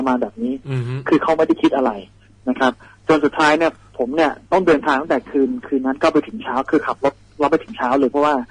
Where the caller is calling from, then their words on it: Phuket, Thailand; ภูเก็ตครับอยู่ที่บ้านที่อยู่ภูเก็ตครับ